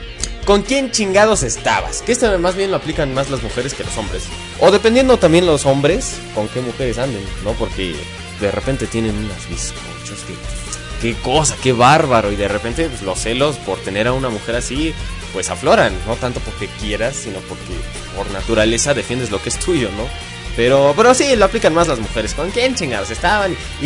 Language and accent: Spanish; Mexico; Y como buenos mexicanos, tenemos muchas y muchos